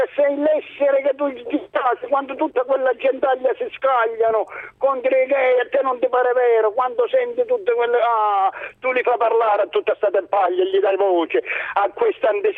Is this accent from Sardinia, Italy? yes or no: no; Pizzo, Calabria, Italy; now in Udine, Italy; Di Pizzo.